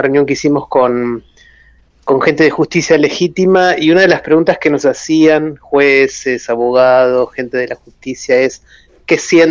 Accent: Buenos Aires, Argentina; born there; yo soy de la clase media porteña, yo nací en Buenos Aires, en el barrio de Caballito

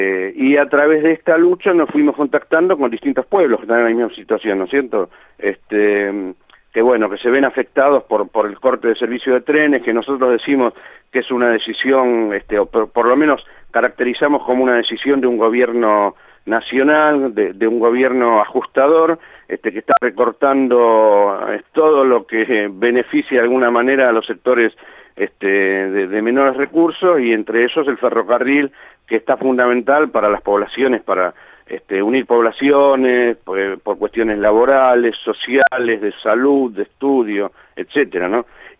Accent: Sierra de la Ventana, Buenos Aires Province, Argentina; los anfitriones, que somos la gente de Sierra de la Ventana, Villa Ventana y Salungaray, de acá del municipio de Torquín

